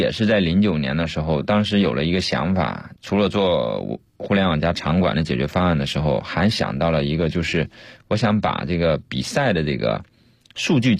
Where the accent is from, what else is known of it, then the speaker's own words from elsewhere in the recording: Fujian, China; 因为我老家是福建的嘛，所以我福州厦门这边的朋友同学特别多